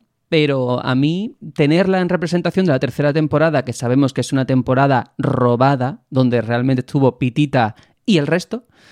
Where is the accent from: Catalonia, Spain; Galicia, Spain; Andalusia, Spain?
Andalusia, Spain; Algeciras; la siguiente es que es de mi tierra, es de Algeciras